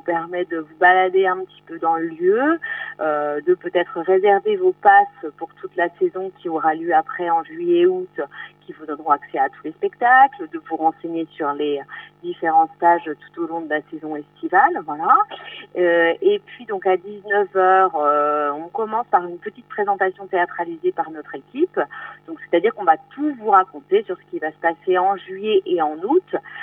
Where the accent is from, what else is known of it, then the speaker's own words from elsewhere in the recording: Brittany, France; Moi, je suis originaire de Vannier, … de Bretagne